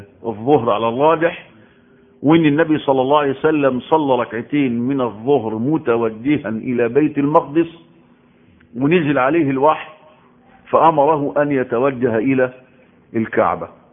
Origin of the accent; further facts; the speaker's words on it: Egypt; خاصة في بلدنا مصر يحتفلوا بالنص من شعبان